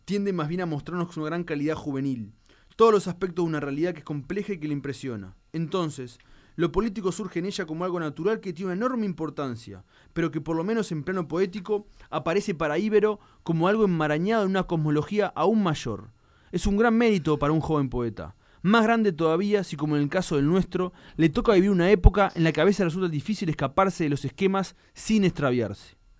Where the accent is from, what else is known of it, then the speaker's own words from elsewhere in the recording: Uruguay; Y uso el diminutivo porque me caracterizo como uruguayo usar diminutivo